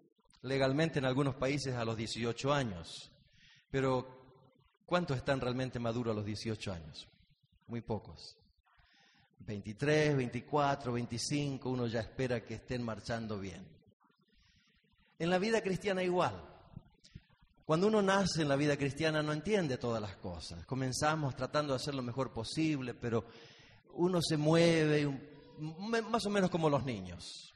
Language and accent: Spanish; Argentina; now in United States; La mayoría de ustedes saben que somos de Argentina. Vivimos en Estados Unidos